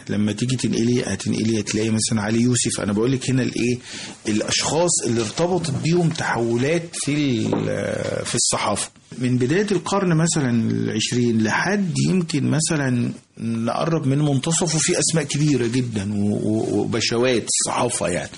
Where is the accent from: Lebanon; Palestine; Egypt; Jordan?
Egypt; انت عارف احنا عندنا في مصر احنا بنسميهم في المينا الاسطوات